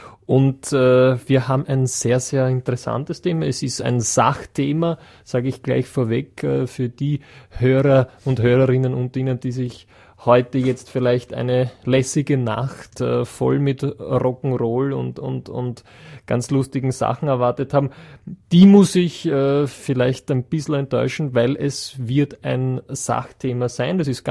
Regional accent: Vienna, Austria; bei uns in Wien sagt man Kapazunder

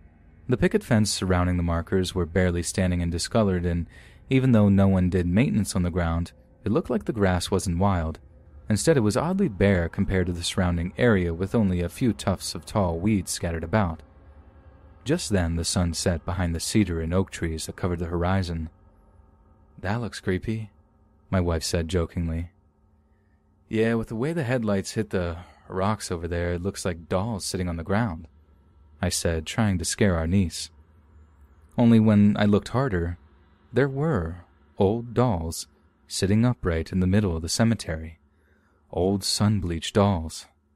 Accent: Texas, United States; her son and I all moved to an area close to where I grew up in Central Texas.

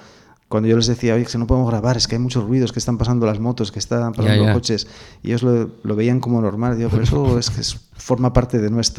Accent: Avilés, Asturias, Spain; Yo soy de Avilés de toda la vida, pero sí, vivo en Piedras Blancas, sí.

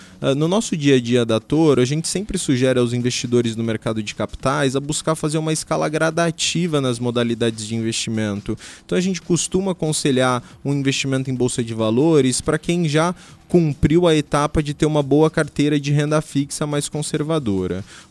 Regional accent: Foz do Iguaçu, Paraná, Brazil; now in Curitiba, Brazil; cresci aqui, né, que eu já moro há tanto tempo em Curitiba que hoje eu já me considero de lá também, mas enfim, cresci em Foz, tenho raízes aqui, tenho famílias, grandes amigos

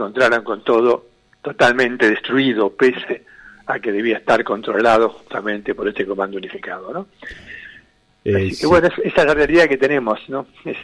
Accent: Buenos Aires, Argentina; born there; soy hijo de laburante, nací en Pompeya

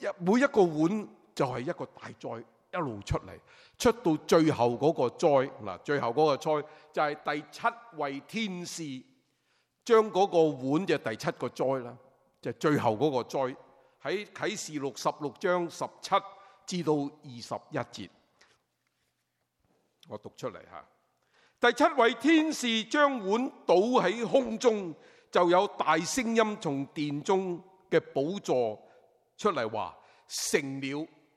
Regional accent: China; 我们中国人明白，年晚煎堆越炸怎么样？

